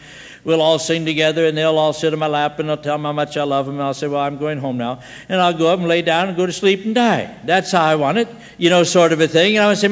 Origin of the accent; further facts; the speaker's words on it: Scotland, United Kingdom; And I'm a Scotsman, and I'm stupid, and I'm stubborn.